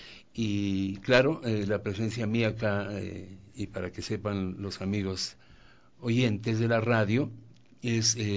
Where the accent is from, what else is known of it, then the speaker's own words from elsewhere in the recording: Carchi, Ecuador; born there; núcleo de la provincia del Carchi, provincia donde yo nací